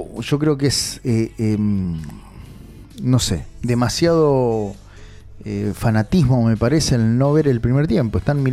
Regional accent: Argentina; no soy ni paraguayo, ni uruguayo, ni nada. O sea, soy argentino, amo mi patria

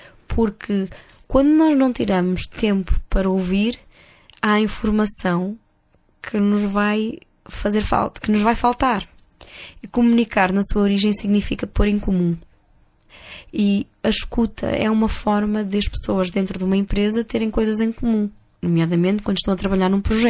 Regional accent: Porto, Portugal; now in Lisbon, Portugal; Quando eu mudei do Porto para Lisboa, eu senti uma diferença muito grande na maneira das pessoas se relacionarem.

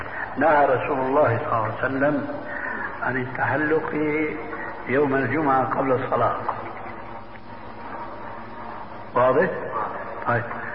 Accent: Syria; وكما يقول عندنا في سوريا نحط رجلينا بماء باردة

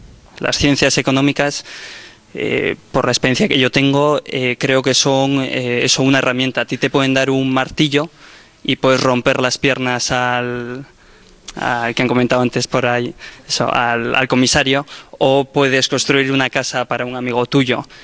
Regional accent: Bilbao, Basque Country, Spain; Yo vengo de Bilbao, como por aquí un compañero

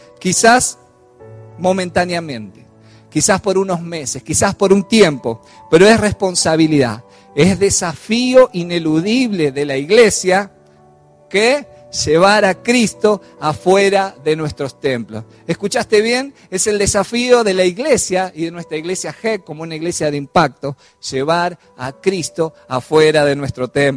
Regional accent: Argentina; no sé si como latinos o como argentinos que somos

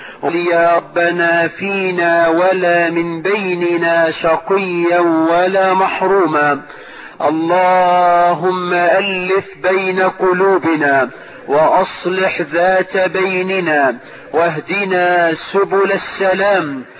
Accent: Egypt; بلدنا مصر

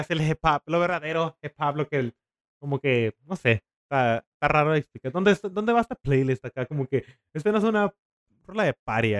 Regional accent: Mexicali, Baja California, Mexico; aquí en mi pueblito de Mexicali

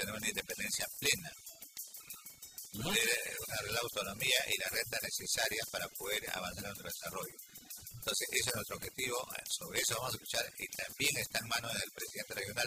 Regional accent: Callao, Peru; es un derecho que nos corresponde porque somos parte del Callao y los recursos del Callao le pertenecen a todos los chalacos

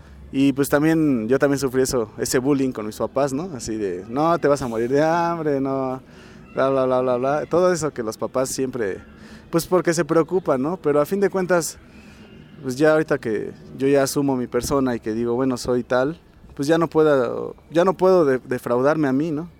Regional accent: State of Mexico, Mexico; al menos en las escuelas del Estado de México estamos muy mal, o sea, yo soy del Estado de México

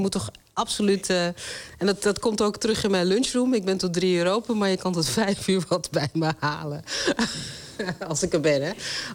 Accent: Netherlands; Ja, want ik ben altijd Nederlander geweest. Ik heb Surinaamse roots. En daar ben ik apen trots op. Maar ik ben ook een hele... ik ben een Nederlander.

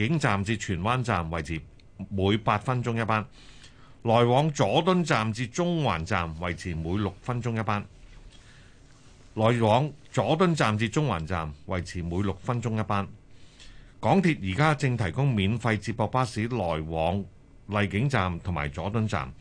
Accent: Guangdong, China; 咁同埋呢就係我哋廣東人食海鮮食魚呢就係以清蒸為上㗎喎。

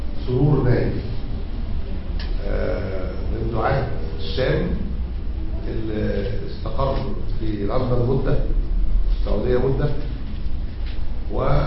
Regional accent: Egypt; يعني مسألة الأحداث الأخيرة اللي عندنا في مصر

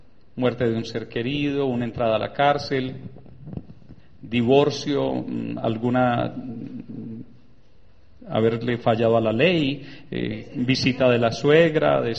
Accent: Urrao, Antioquia, Colombia; yo soy de Urrao, Antioquia.

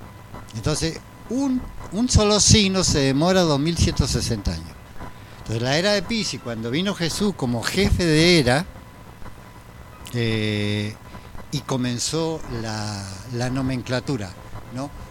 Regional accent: Chile; born there; Yo nací en Chile, sí.

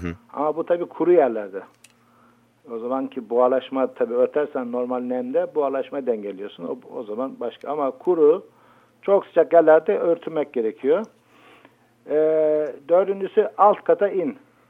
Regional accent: Black Sea Region, Turkey; Ben Karadenizliyim abi

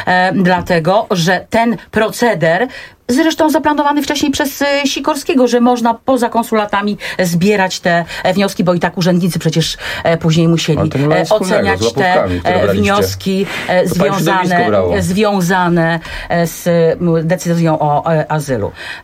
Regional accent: Lower Silesian Voivodeship, Poland; Ja jestem z Dolnego Śląska, ja naprawdę wiem, jak to wygląda.

